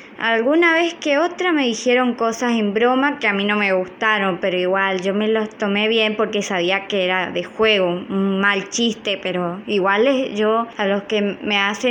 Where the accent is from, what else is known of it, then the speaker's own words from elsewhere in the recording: Chaco, Argentina; yo vengo de Argentina, Chaco, San Peña.